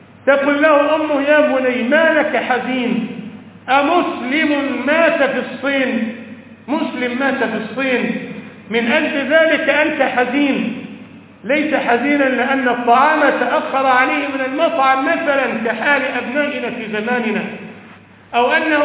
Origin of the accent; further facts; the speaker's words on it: Egypt; وأقام عندنا في مصر ودفن هناك